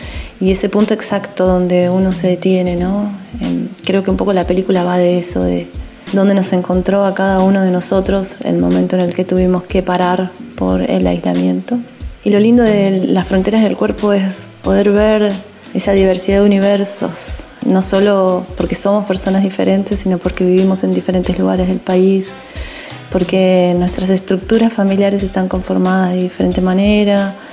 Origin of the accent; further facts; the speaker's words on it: Neuquén, Argentina; now in San Martín de los Andes, Argentina; soy de Neuquén Capital. Actualmente hace 4 años que vivo en la hermosa ciudad de San Martín de los Andes.